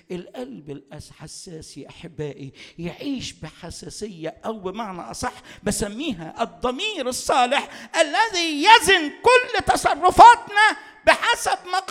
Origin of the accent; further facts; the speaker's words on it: Upper Egypt, Egypt; عندنا في الصعيد معروفة قوي الحكاية دي